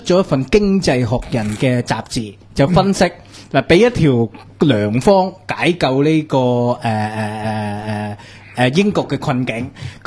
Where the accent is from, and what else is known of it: Hong Kong